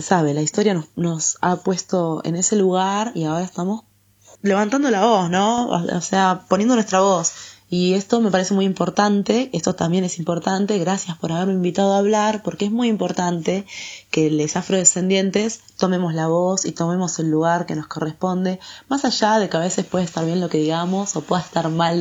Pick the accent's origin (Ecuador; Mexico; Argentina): Argentina; Yo siempre como me preguntan, ¿vos de dónde sos? Yo soy de Argentina, ¿y vos?